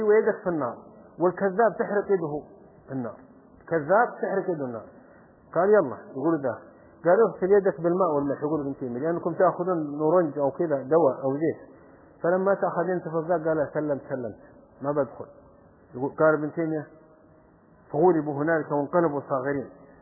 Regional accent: Saudi Arabia; يقولوا في بلدة عندنا في السعودية كان ينبهون على الناس

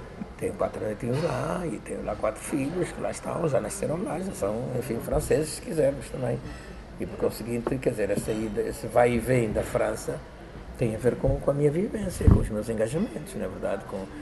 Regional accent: Angola; moved away as an adult; now in Europe; Sim, desde 66 que eu não vivo em Angola.

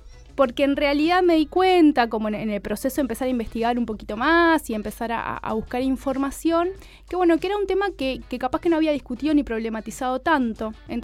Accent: Minas, Lavalleja, Uruguay; moved away as an adult; now in Montevideo, Uruguay; Yo soy de Minas. Yo vivo en Montevideo hace 11 años, vine a estudiar, trayectoria bastante habitual en Uruguay.

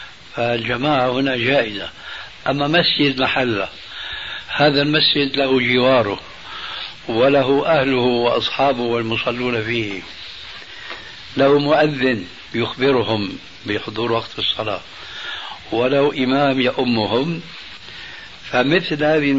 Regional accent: Damascus, Damascus Governorate, Syria; وأنا ربيت في دمشق

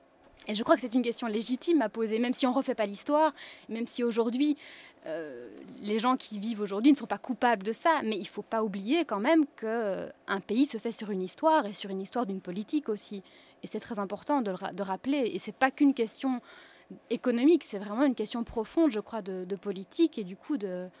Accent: Belgium; Même en tant que Belge, aujourd'hui, quand on a un travail, c'est difficile de payer les factures

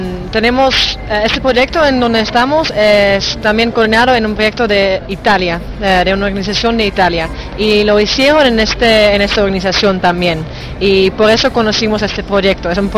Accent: Netherlands; soy de Holanda, también vengo acá para voluntario en OAJNO y estoy también 4 meses acá

